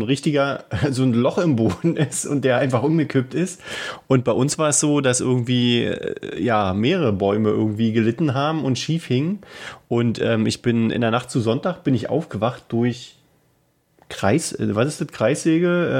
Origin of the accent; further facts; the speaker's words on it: Berlin, Germany; Wir sind ja Berliner.